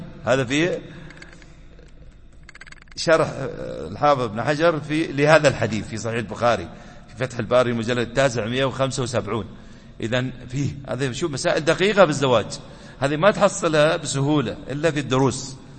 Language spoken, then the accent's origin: Arabic; United Arab Emirates; أحد المشايخ طلبة العلم عندنا في الإمارات